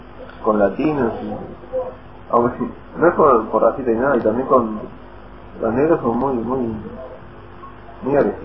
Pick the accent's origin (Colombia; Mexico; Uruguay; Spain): Uruguay; vos le decías, no sé, soy de Uruguay, tipo, Sudamérica, entre Argentina y Brasil